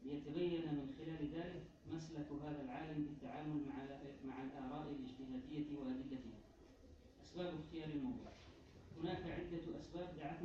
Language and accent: Arabic; Yemen; تزخر فيه مكتبات المخطوطات في بلدنا اليمن